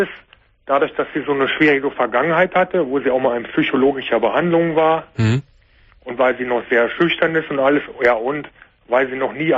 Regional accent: Koblenz, Rhineland-Palatinate, Germany; born there; Geboren bin ich in Koblenz.

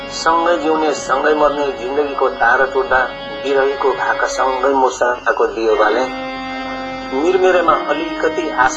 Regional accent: Koshi Province, Nepal; now in United Kingdom; म नेपालमा नेपालको पूर्वीय क्षेत्र जुन मेरो पुर्ख्यौली जिल्ला ताप्लेजुङ हो, त्यसपछिका मेरा स्थायी ठेगाना सुनसरी जिल्ला मिटरी हो। र हाल म यो बेलायतमा आफ्नो प्रवासी जीवन म व्यतीत गरिरहेको छु।

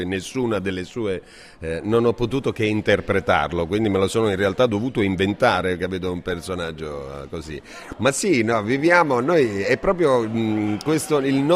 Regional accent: Apulia, Italy; a me piace il sushi, però essendo pugliese il mio sushi è fatto da altri tipi di pesce

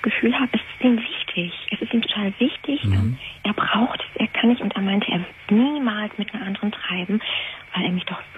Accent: Syria; German is a second language; now in Germany; Ich komme aus Syrien, er auch, aus dem arabischen Land. Sind Muslime.

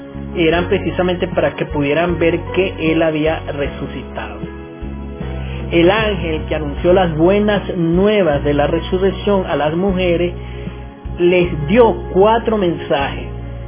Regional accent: Venezuela; con nuestro sabor, con nuestra alegría como venezolanos

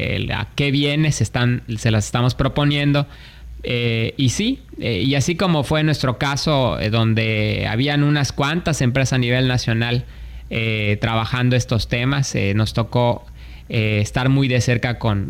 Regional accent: Mexico; a diferencia de lo que a veces nosotros mismos como mexicanos vemos, de que tenemos muchos problemas en México

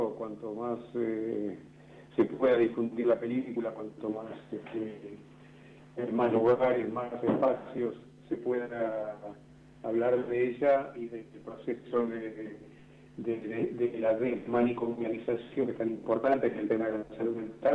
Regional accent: Buenos Aires, Argentina; yo soy de Capital

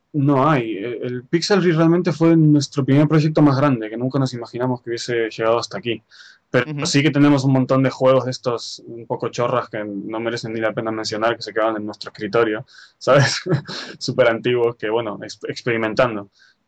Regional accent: Argentina; also born or lived in Spain; now in Japan; Yo soy nacido en Argentina, he vivido en España ya unos 12 años, Bueno, mi familia viene de parte española e italiana. Y realmente estoy viviendo en Japón ahora mismo, pero estoy en Valencia por problemas de papeles

